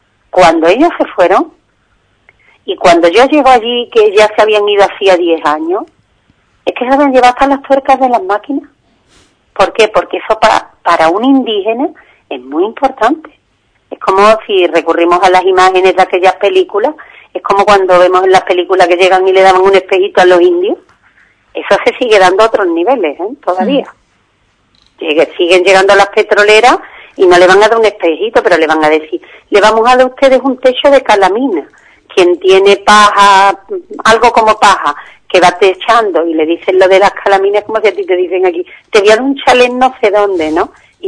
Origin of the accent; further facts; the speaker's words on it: Ubrique, Andalusia, Spain; born there; yo, lo mismo que nací en Ubrique, podía haber nacido en Atalaya, en Perú